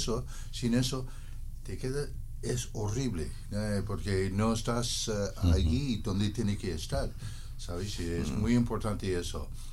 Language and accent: Spanish; Downey, California, United States; mis hermanos mayores tenían vinilos cuando estaba creciendo en Downey, California, y me acuerdo de esa canción de tenía unos 12 años 12, 13 años